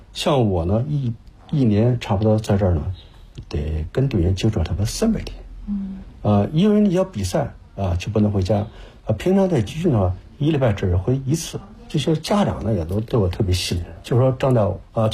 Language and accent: Chinese; Beijing, China; 因为咱是北京人